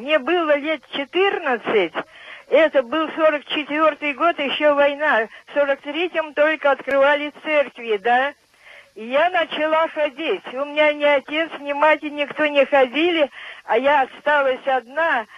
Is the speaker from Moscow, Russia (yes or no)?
no; Kirov, Kirov Oblast, Russia; Я из Кирова.